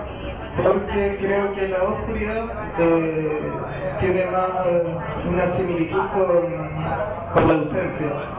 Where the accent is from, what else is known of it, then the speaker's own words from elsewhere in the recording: Antofagasta, Chile; Yo soy del norte de Chile, la segunda región, de una ciudad chica.